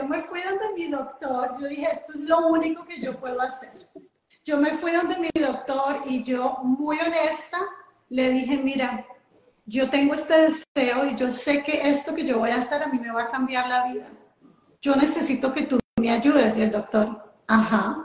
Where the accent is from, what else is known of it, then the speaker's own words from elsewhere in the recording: Colombia; yo soy colombiana